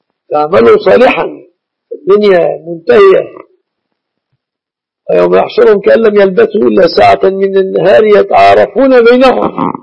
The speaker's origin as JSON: {"language": "Arabic", "country": "Egypt", "said": "أهل الله علينا وعليكم هلاله بالأمن والإيمان والسلامة والإسلام على بلادنا مصر وعلى بلاد المسلمين في كل مكان."}